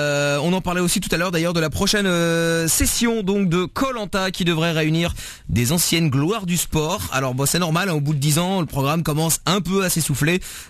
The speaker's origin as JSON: {"language": "French", "country": "Portugal", "said": "Justement parce que je suis portugais"}